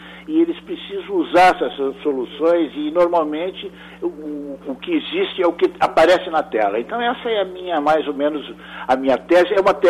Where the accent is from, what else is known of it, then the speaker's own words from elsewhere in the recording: Rio Grande do Sul, Brazil; eu fui criado no Pampa. Uhum. Era rodeado aquela paisagem enorme, né, e fixa, né?